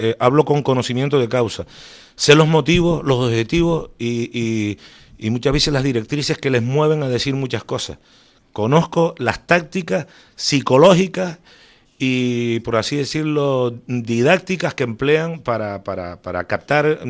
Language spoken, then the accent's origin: Spanish; Canary Islands, Spain; Yo reconozco que soy un velerito canario.